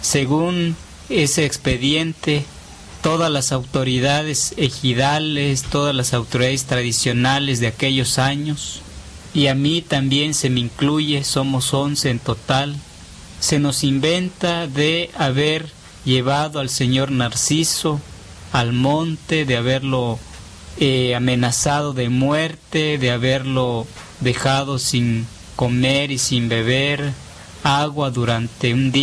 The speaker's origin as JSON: {"language": "Spanish", "town": "Xochistlahuaca", "region": "Guerrero", "country": "Mexico", "tie": "born there", "said": "En el ejido donde yo nací, en el ejido de Xochislahuaca, he participado en la defensa de nuestro territorio"}